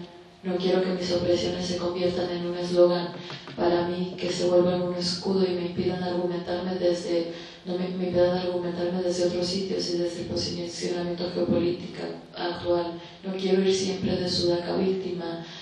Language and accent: Spanish; Tijuana, Baja California, Mexico; moved away; yo soy de Tijuana, del norte de México, pero no vivo ahí desde hace mucho tiempo